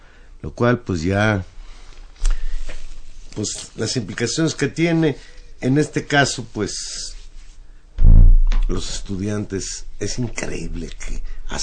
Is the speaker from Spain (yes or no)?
no; Mexico; lo que más nos debe interesar a nosotros como mexicanos